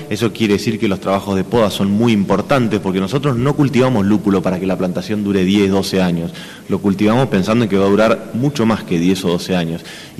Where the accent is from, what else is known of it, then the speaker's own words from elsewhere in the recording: Buenos Aires, Argentina; now in Lago Puelo, Argentina; vengo originalmente de Buenos Aires, pero bueno, ahora hace casi dos décadas que soy de acá. De hecho, vivo en Lago Puelo, muy cerquita de la escuela